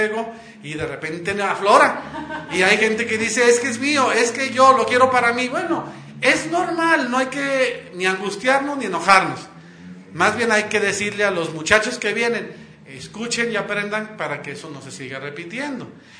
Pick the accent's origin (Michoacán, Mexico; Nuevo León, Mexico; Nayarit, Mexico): Nuevo León, Mexico; Monterrey; yo soy de Monterrey